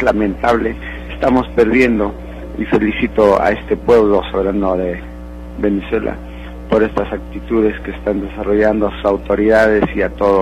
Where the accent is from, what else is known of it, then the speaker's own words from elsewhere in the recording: Huancayo, Junín, Peru; vengo de Perú, Junín, de la provincia de Huancayo.